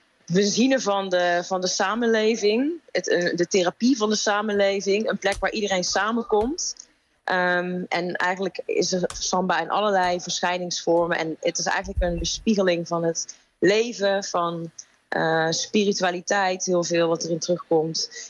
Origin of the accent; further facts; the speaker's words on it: North Brabant, Netherlands; Nou, ik ben opgegroeid in Brabant.